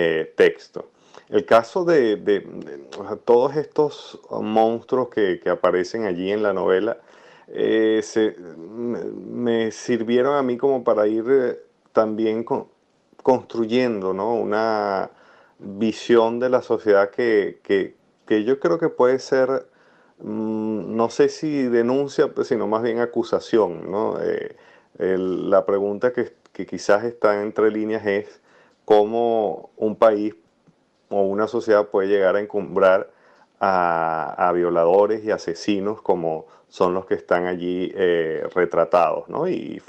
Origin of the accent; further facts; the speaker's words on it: Caracas, Capital District, Venezuela; yo como caraqueño, que viví toda mi vida allá, lo padecí como cualquier persona.